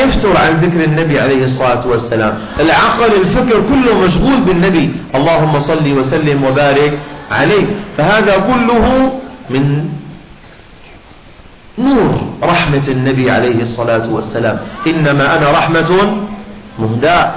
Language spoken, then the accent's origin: Arabic; Syria; بعدين عندنا في الشام إذا كنا في مجلس صلاة على النبي أو مولد مثلا، نريد من الناس أن يصلوا على النبي